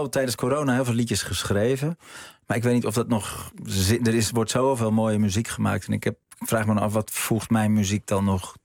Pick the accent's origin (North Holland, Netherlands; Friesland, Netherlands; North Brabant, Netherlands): North Holland, Netherlands; Nee, ik denk dat wij zijn Noord-Hollanders. We zijn heel nuchter.